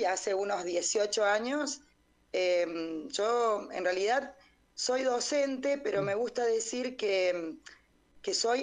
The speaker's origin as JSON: {"language": "Spanish", "region": "Córdoba", "country": "Argentina", "said": "yo soy de Córdoba. En este momento estoy en mi casa, en la cocina"}